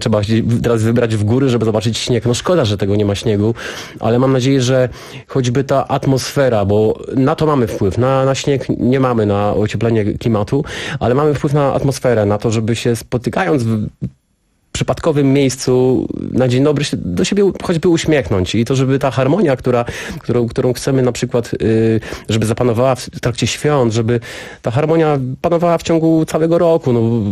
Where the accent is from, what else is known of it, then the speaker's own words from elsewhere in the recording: Jelenia Góra, Lower Silesian Voivodeship, Poland; Pamiętam jedną z pasterek pod Jelenią Górą, pod moim rodzinnym miastem, z którego właśnie tam się tego wszystkiego nauczyłem.